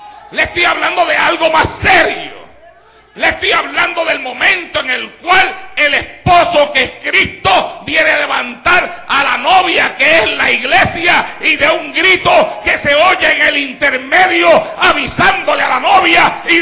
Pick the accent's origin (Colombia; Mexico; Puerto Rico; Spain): Puerto Rico; fue una celebración en Puerto Rico y entonces llegó a ir hasta mi pueblo y cuando llegó a nuestro pueblo le hicieron un recibimiento tremendo